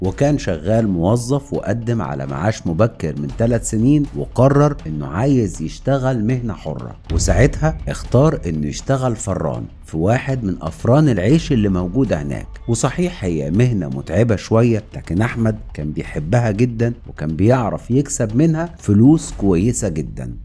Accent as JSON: {"language": "Arabic", "country": "Egypt", "said": "عندنا في مصر الإنسان اللي ما بيصعبش عليه حد"}